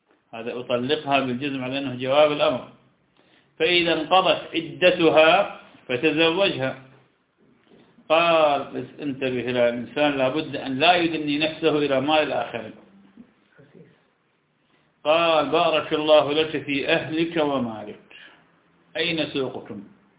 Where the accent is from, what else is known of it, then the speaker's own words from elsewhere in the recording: Iraq; فلم عندنا في العراق الكوبيسيون يأكلونه كثيرا.